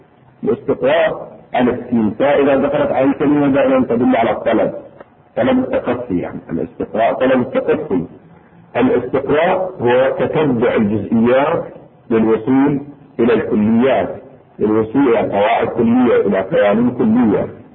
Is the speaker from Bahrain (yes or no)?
yes; Bahrain; اذا لاحظونه في الاساليب الدراسيه عندنا في البحرين سابقا